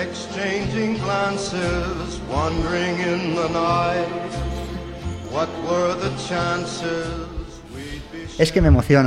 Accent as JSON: {"language": "Spanish", "town": "San Blas", "region": "Community of Madrid", "country": "Spain", "tie": "born or raised there", "said": "Cerquita de donde me he criado, yo soy de San Blas, aunque ya no vivo en San Blas"}